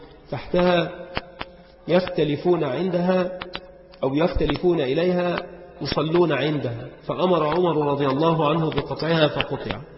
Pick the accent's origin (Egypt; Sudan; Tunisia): Egypt; وما أمر الشجرات التي كانت عندنا بمصر ببعيد